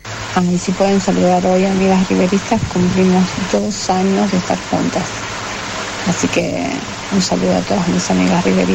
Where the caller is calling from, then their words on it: San Justo, Argentina; soy de San Justo